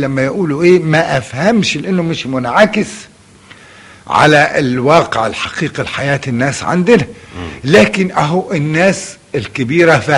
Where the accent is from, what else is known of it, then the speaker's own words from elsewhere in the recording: Qena, Qena Governorate, Egypt; وأنا تربيت فيه في قنا هذا الحي